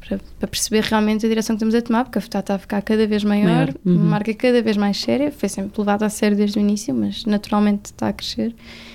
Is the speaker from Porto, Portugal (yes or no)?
no; Almada, Setúbal, Portugal; Não, eu sou de Almada.